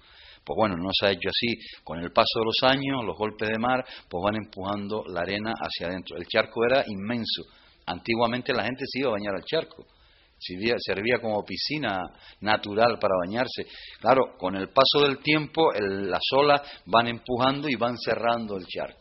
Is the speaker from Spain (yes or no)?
yes; El Golfo, Canary Islands, Spain; porque yo me crié en el Golfo y nos íbamos a bañar allí